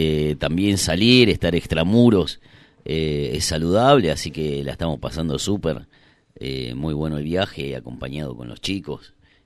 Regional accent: Buenos Aires, Argentina; born there; Yo nací en Capital Federal, en un barrio muy lindo de Capital, que se llama Villa Urquiza, donde era bastante residencial. Eso se terminó, o sea, hoy cada vez que vuelvo cada vez hay más edificios, como que construyeron un barrio sobre el otro, desapareció completamente. Y bueno, vine a Bariloche

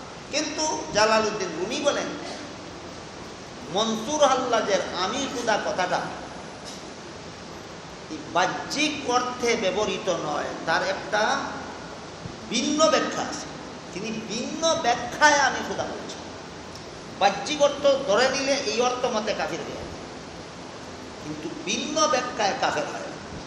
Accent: Sylhet Division, Bangladesh; accent: Sylheti; আমরা সিলেটি ভাষায় আ মর সৈকার নি, আর নন সিলেটিদের ভাষায় সরে আ ময়ের সৈকার নি।

